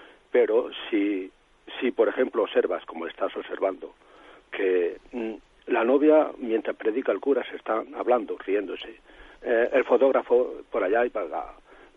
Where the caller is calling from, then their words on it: Murcia, Region of Murcia, Spain; de Murcia.